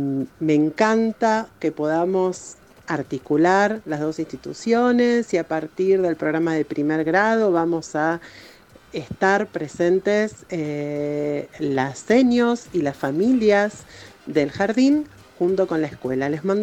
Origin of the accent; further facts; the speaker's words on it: Castelar, Buenos Aires Province, Argentina; Somos de Castelar, de la provincia de Buenos Aires.